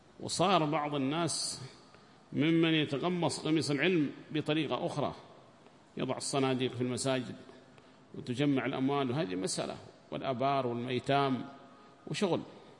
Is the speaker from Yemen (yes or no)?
yes; Yemen; وتجدهم أول من يبرز أصحاب الجمعيات عندنا في اليمن